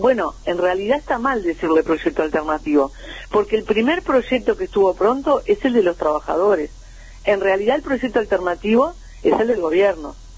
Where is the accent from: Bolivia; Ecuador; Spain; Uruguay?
Uruguay; nosotros, como pueblo uruguayo, como trabajadores